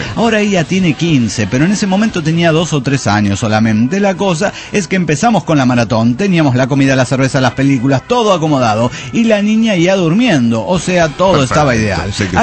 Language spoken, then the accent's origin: Spanish; Córdoba, Argentina; ahora que estoy en Córdoba Capital, mi ciudad natal.